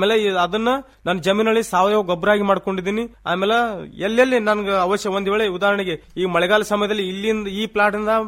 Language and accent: Kannada; Inchageri, Karnataka, India; ನಮ್ಮೂರು ಇಂಚಗೇರಿ.